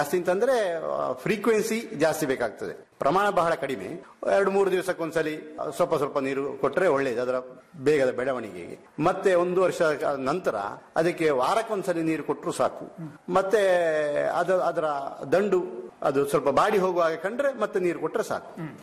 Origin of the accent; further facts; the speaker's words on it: Uppinangady, Karnataka, India; ನಮ್ಮ ಊರು ದಕ್ಷಿಣ ಕನ್ನಡ ಉಪ್ಪಿನಂಗಡಿ ಸೈಡ್ ಇರುವುದರಿಂದ ಮಂಗಳೂರಿನ ದೊಡ್ಡ ಮಾರುಕಟ್ಟೆ ಇರ್ತದೆ.